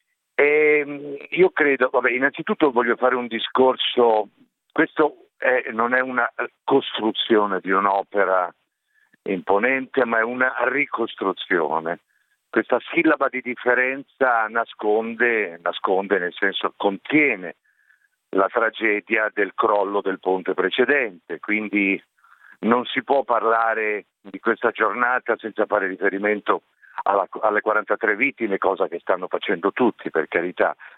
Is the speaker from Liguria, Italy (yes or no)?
yes; Genoa, Liguria, Italy; Quindi come italiano, come genovese, sono orgoglioso